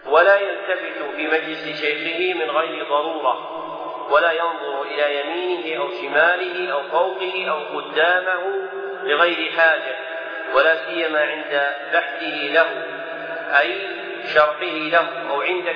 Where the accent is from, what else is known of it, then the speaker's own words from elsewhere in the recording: Najd, Saudi Arabia; كالمعروف عندنا في نجد بالثوب الردين